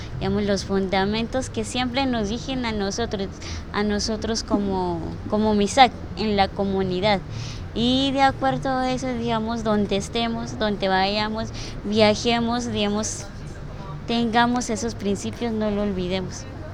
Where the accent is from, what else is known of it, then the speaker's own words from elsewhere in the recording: Cauca, Colombia; vengo del resguardo de Guambía